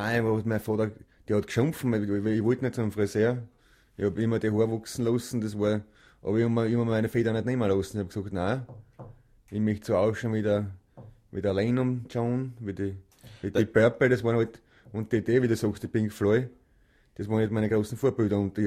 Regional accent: Burgenland, Austria; now in Graz, Austria; ich bin kein Wiener. Ich bin eigentlich Burgenländer, aber ich wohne jetzt schon seit über 30 Jahren in Graz, im schönen Graz.

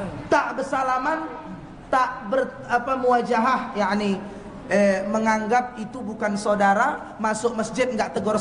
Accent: Medan, North Sumatra, Indonesia; Kebetulan saya Bapak Ibu orang Medan, Sumatera Utara, Melayu Deli Serdang. Ah, jadi mirip-mirip lah logat kita yo.

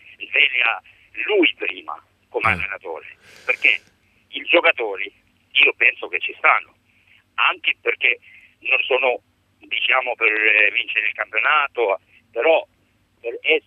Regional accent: Albania; now in Latina, Italy; E sono dall'Albania, però vivo in Latina, diciamo, da 12 anni.

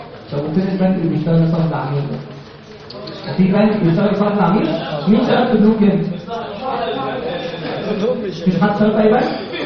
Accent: Egypt; احنا مش لسه كمصريين كلنا ما بنقراش الحاجه اللي بنمضي عليها كويس

